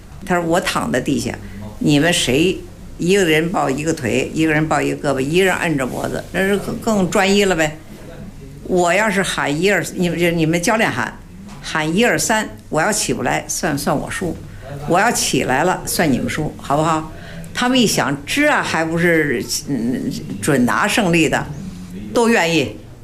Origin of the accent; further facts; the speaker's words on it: Baoding, Hebei, China; 因为我们是保定人嘛，也得算，属于保定府管。